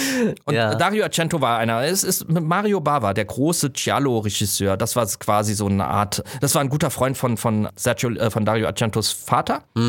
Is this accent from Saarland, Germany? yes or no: yes; Saarland, Germany; ich komme aus dem Saarland.